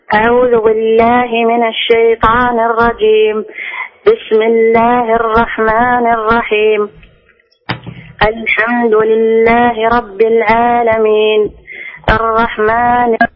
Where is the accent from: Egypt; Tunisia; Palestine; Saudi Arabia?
Saudi Arabia; Al-Qassim; أنا من القصيم